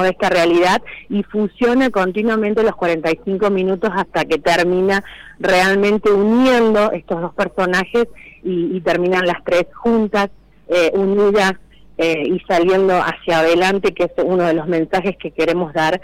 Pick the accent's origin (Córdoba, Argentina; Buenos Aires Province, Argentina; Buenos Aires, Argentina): Córdoba, Argentina; Villa Carlos Paz; Nosotros somos de Carlos Paz. Uh-huh. sí, de Villa Carlos Paz.